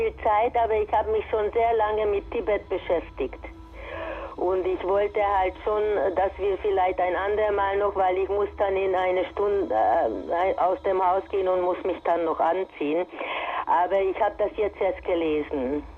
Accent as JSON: {"language": "German", "region": "Transylvania", "country": "Romania", "said": "Ich bin aus Siebenbürgen."}